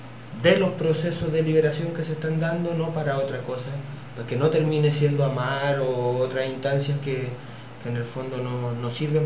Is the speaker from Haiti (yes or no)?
no; Chile; porque uno como es chileno, siempre te preguntan